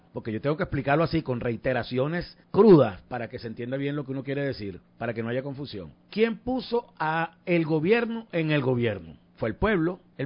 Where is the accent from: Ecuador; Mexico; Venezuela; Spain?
Venezuela; pasan cosas que solo nosotros como venezolanos somos capaces de entender y sobre todo de protagonizar